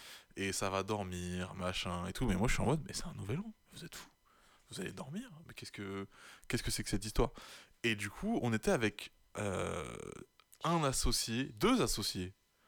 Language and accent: French; Niort, Nouvelle-Aquitaine, France; Pendant longtemps, moi je rentrais pas beaucoup sur Niort pendant l'année, parce qu'on est de Niort.